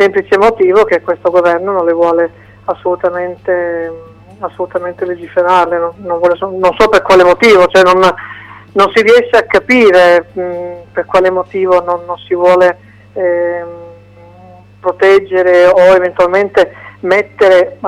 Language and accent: Italian; Turin, Piedmont, Italy; Torino, io parlo Torino perché sono di Torino